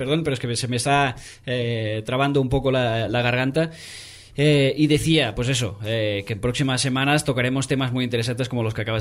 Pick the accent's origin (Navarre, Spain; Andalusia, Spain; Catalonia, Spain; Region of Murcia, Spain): Catalonia, Spain; yo que soy catalán